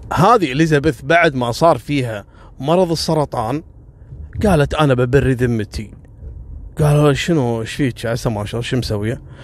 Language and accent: Arabic; Kuwait; لا احنا عندنا في الكويت